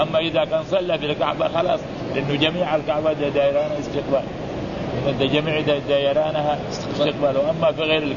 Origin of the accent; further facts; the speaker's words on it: Mecca, Makkah Province, Saudi Arabia; وعندنا في مكة المعلقة موجهة إلى القبلة